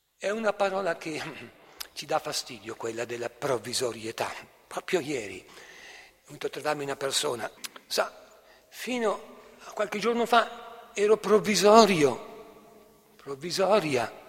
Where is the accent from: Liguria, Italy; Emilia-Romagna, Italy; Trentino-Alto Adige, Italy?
Trentino-Alto Adige, Italy; o su da noi nel Trentino